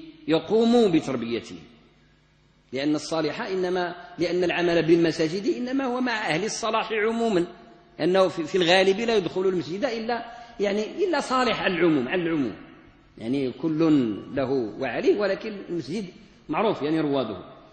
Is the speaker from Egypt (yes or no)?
no; Morocco; عندنا في المغرب نقص شديد في ما يتعلق بمستوى صناعة الوعظ والإرشاد والخطابة